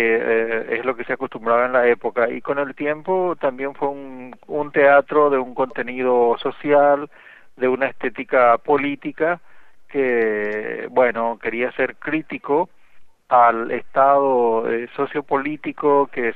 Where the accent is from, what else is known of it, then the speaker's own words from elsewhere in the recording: Asunción, Paraguay; also born or lived in Argentina; Yo me crié en Asunción, la capital del Paraguay, de una familia de origen modesto, ¿verdad?